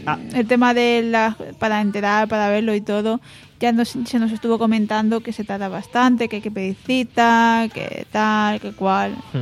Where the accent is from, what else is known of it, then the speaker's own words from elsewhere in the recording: Alicante, Valencian Community, Spain; yo no soy de aquí, yo soy de Alicante, entonces puedo mirarlo, pero igualmente no puedo adquirirlo.